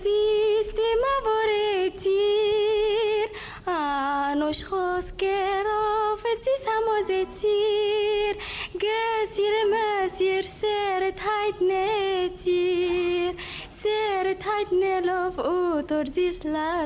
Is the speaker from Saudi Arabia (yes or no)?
no; Egypt; born there; طبعا ما دام مولوده في مصر وماما وبابا كلهم مولودين في مصر يبقى مصر تبقى.